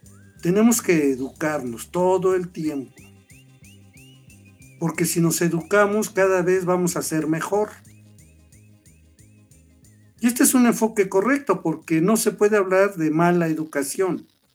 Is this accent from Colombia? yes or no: no; Mexico; somos los mexicanos